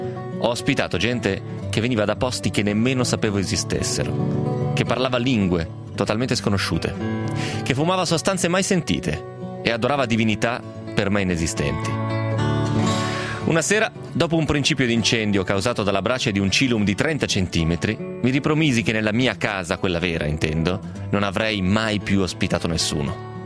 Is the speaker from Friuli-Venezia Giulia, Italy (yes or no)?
no; Romentino, Piedmont, Italy; Poi manco sono provinciale, sono proprio del paese, io sono di Romentino, figurati.